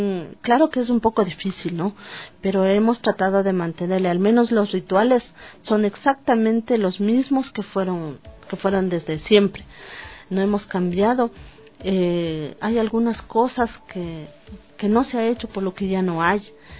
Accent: Ecuador; O sea, todos somos un pueblo, somos ecuatorianos en sí.

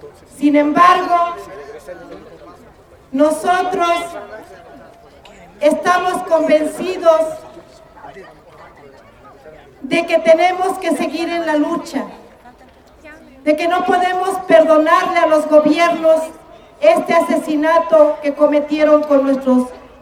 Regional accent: Mexico; Es por eso que como mexicanos tenemos que unirnos.

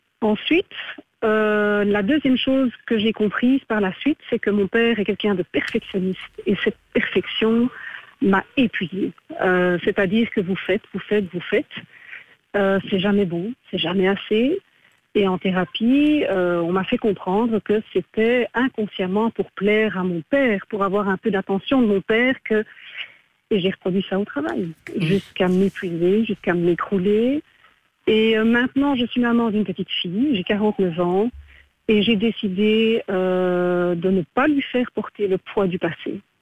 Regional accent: Belgium; born there; Je suis née en Belgique avec mes frères, maman est belge, et nous n'avions pas la carte d'identité belge, puisque papa était candidat réfugié de l'ONU.

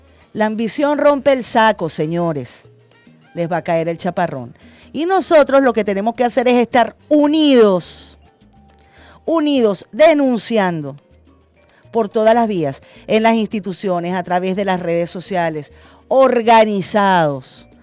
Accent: Venezuela; vamos a unirnos como venezolanos y como venezolanas.

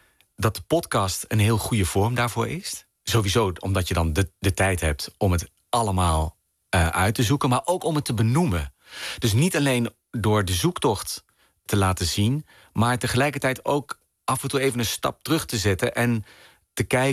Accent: Arnhem, Gelderland, Netherlands; moved away as an adult; ik ben geboren en opgegroeid in Arnhem en heb daar tot mijn 19e of zo gewoond.

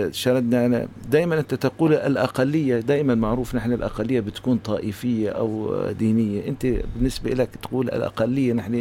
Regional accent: Syria; هل نحن كسوريين حاليا ما نحمله من هذه الثقافه

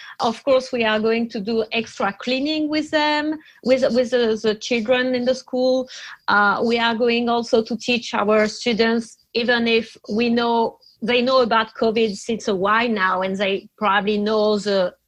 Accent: France; first language fr; English is a second language; moved away as an adult; now in Minneapolis, United States; So I'm French, as you can hear. I'm from France, and I was teacher for like 10 years in France, and I moved to the Twin City in 2017.

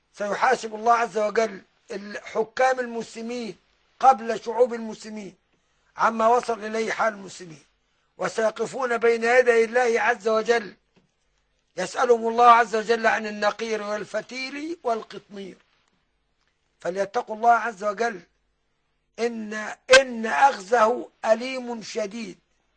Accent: Beni Suef, Beni Suef Governorate, Egypt; ما يشربوش كبير عندنا في بني سويف

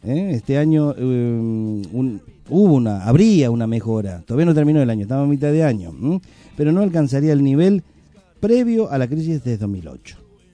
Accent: Argentina; ¿Jugué yo? Soy argentino.

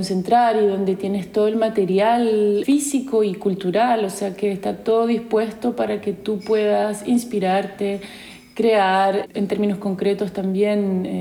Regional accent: Santiago, Santiago Metropolitan Region, Chile; moved away as an adult; tengo 34 años, soy chilena, nací en Santiago. Viví en Santiago hasta los 27 años, ahí estudié teatro en la Universidad de Chile

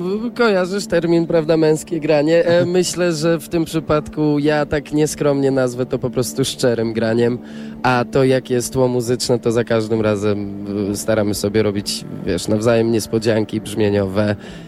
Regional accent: Katowice, Silesian Voivodeship, Poland; born there; ja urodziłem się w Katowicach, to dla mnie dzisiaj było coś a la homecoming

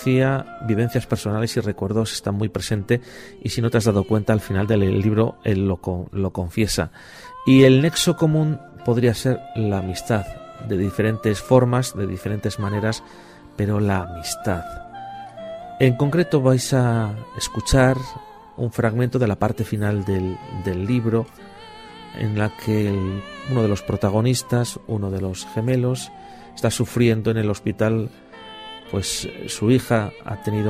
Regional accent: Basque Country, Spain; born there; porque nos une que ambos nacimos en el País Vasco

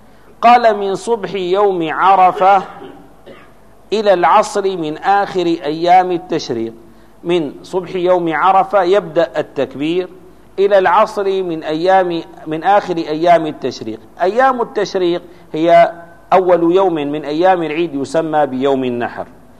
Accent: Damascus, Damascus Governorate, Syria; مثلا عندنا في دمشق ترى أن الناس يهتمون

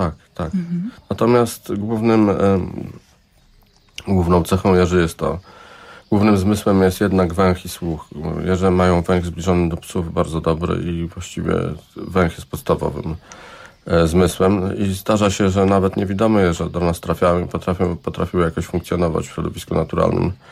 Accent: Szczecin, West Pomeranian Voivodeship, Poland; moved away as an adult; now in Warsaw, Poland; Nie urodziłem się w Warszawie. Urodziłem się w Szczecinie i przeprowadziłem się na studia do Warszawy i zostałem tutaj już przez resztę życia.

